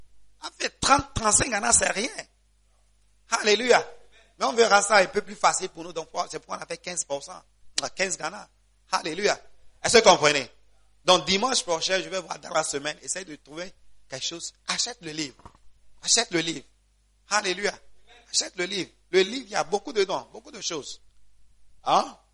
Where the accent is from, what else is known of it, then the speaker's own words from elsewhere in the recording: Gabon; ok, moi, je suis gabonais